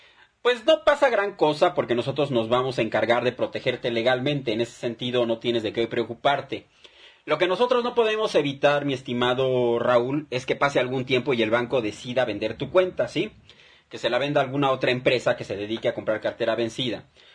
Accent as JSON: {"language": "Spanish", "country": "Mexico", "said": "Somos ciudadanos mexicanos, yo creo que eso no tiene por qué dividirnos"}